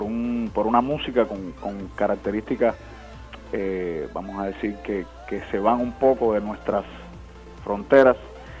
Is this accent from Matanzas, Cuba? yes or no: yes; Cárdenas, Matanzas, Cuba; also born or lived in Las Tunas; y muy muy pequeño nos mudamos para Matanzas, o sea, para el occidente. Y realmente mi formación, mi crecimiento fue en Matanzas, específicamente en Cárdenas.